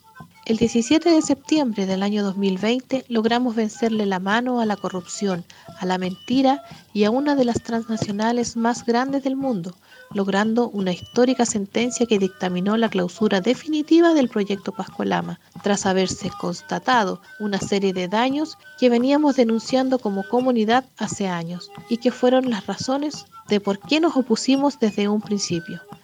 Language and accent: Spanish; Atacama, Chile; Soy mujer de Aguita del Valle del Huasco, Atacama, Chile. Desde hace más de 20 años hemos visto amenazados nuestros cuerpos y territorios